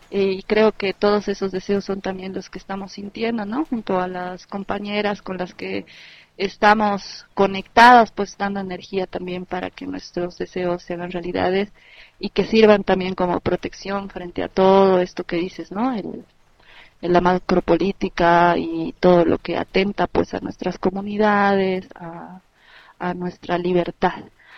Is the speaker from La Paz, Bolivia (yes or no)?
yes; El Alto, La Paz, Bolivia; soy de la Ciudad del Alto, soy artista plástica